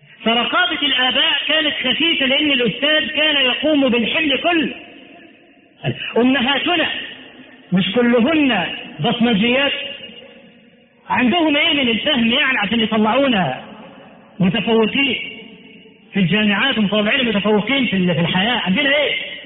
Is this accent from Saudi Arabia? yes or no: no; Egypt; التعليم عندنا في مصر، نحن الذين فضلنا التعليم إلى بلاد العرب